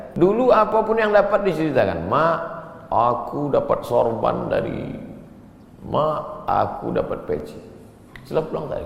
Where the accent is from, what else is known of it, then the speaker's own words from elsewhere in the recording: Medan, North Sumatra, Indonesia; Saya dari Medan. Ada juga orang kampung saya di sini.